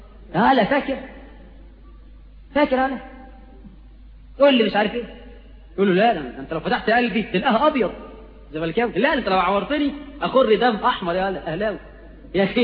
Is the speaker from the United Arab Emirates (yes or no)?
no; Egypt